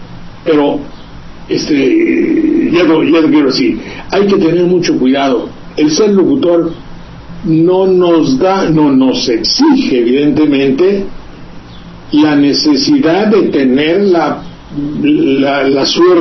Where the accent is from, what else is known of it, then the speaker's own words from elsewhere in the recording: Veracruz, Mexico; como los que hay por mi tierra, que yo comprendo efectivamente